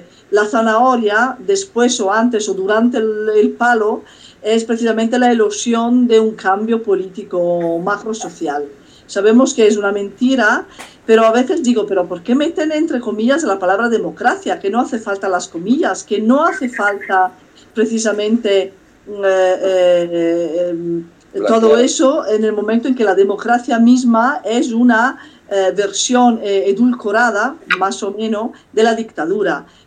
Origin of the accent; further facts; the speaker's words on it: Italy; Spanish is a second language; sobre todo en territorio italiano, yo soy italiana precisamente